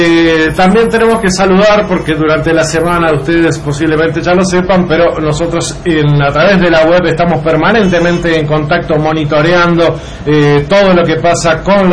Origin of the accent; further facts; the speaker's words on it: Uruguay; aunque uno, como uruguayo, diría, ya está.